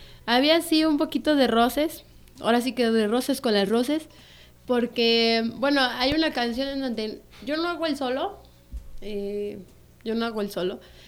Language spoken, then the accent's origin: Spanish; Amecameca, State of Mexico, Mexico; y pues yo soy de aquí, de Amecameca.